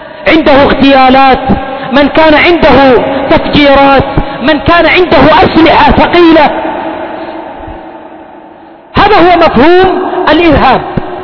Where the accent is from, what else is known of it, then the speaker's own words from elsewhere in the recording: Yemen; وقل عندنا في اليمن، في أماكن سيطرة